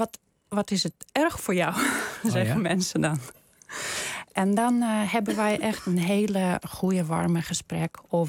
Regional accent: Russia; Dutch is a second language; now in Netherlands; zij horen wel dat ik anders praat, ik heb een uitspraak. En dan zeg ik, ik ben Russisch, ik kom uit Rusland.

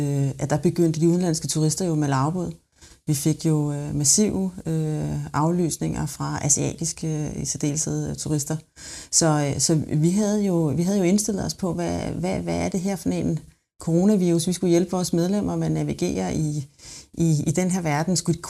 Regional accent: Capital Region of Denmark, Denmark; du kunne måske have sagt, at jeg kommer fra Bornholm. Det er jo i den grad en turismeø, hvor vi lever med og af turismen, så det har jeg fået med mig fra barnsben af.

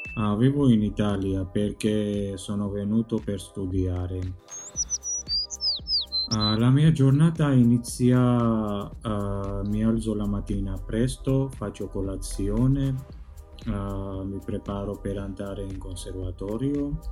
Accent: Georgia; Italian is a second language; Quando mi chiedono di dove sei, rispondo: sono georgiano. Parlo due lingue, georgiano e italiano.

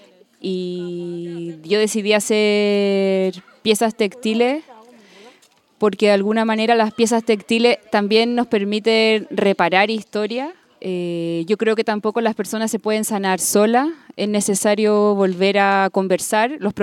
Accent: Chile; soy chilena y trabajo hace ya 10 años con distintas comunidades

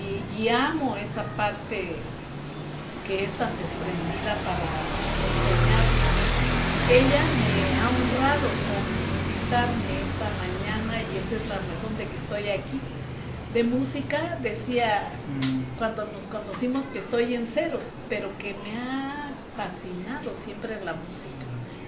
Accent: Oaxaca, Mexico; soy del Valle de Oaxaca. Estoy aquí con mi esposo poco más de 20 años, creo que vamos a hacer 25 años. Nosotros somos cristianos

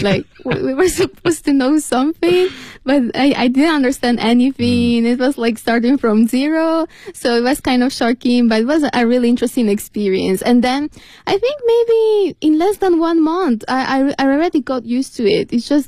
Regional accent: Ecuador; Yeah, I'm from Ecuador, South America.

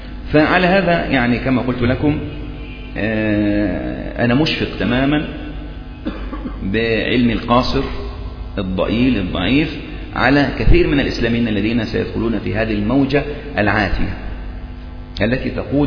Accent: Egypt; فنفس القضية يعني مثلا عندنا في مصر

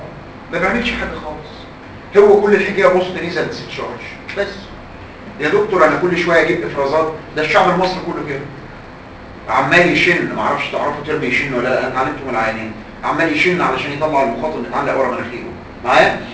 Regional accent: Egypt; وعندنا في مصر كتير قوي

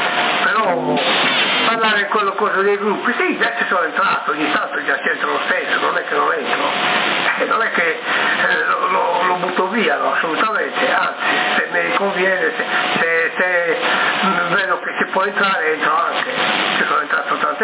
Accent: Sassari, Sardinia, Italy; siamo noi della Sardegna, di Sassa, là, diciamo, il circondario

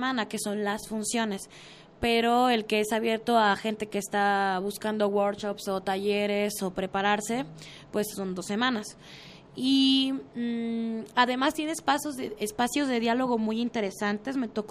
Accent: Hermosillo, Sonora, Mexico; Sí, soy de Hermosillo, Sonora, del desierto.

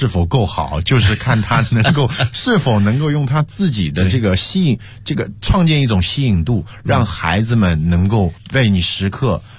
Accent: China; 我们中国人做派对是很少的

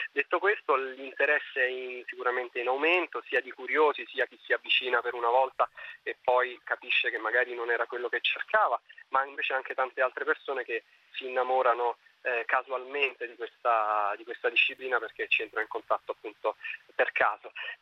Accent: Rome, Lazio, Italy; ho 35 anni, appunto sono romano.

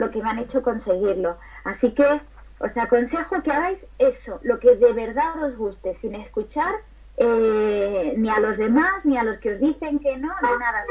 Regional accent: Andújar, Andalusia, Spain; cuando tenía 15 años, sí que pude empezar a trabajar en la radio de Andújar, de mi pueblo

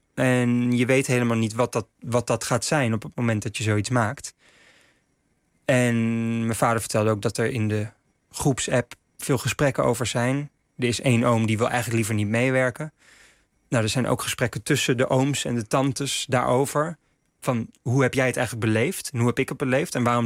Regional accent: The Hague, South Holland, Netherlands; Ja, ik kwam wel uit Den Haag, dus ik dacht al wel te weten wat het is om in een stad te wonen.

